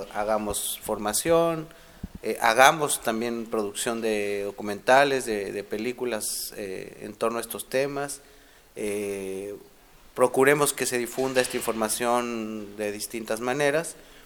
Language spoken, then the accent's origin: Spanish; Oaxaca, Mexico; vengo de Oaxaca, México